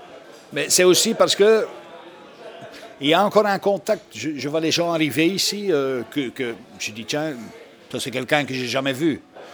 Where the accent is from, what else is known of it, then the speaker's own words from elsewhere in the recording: Flanders, Belgium; moved away; Moi, j'ai quitté la Flandre. Si je suis ici, c'est parce que quelque part, je ne me sentais pas vraiment... Parce que quand moi, je suis arrivé ici, tout le monde disait, ah, le flamand est comme ça